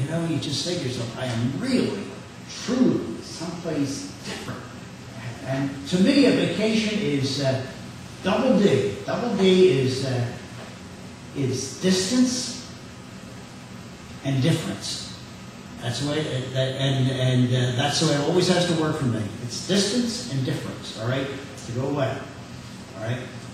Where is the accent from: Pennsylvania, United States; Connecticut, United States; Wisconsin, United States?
Pennsylvania, United States; Philadelphia; I want to say, I come from Philadelphia.